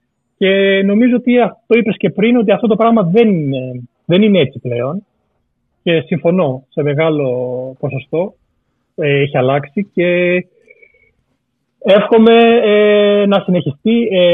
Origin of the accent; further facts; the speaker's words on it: Greece; Γιατί μεγάλωσα, ας πούμε, στην Ελλάδα με ένα ξενικό όνομα